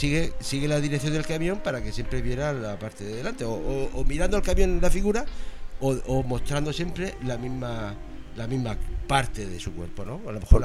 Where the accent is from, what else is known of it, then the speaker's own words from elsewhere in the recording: Region of Murcia, Spain; Es que yo soy de Murcia, no puedo pronunciarlo.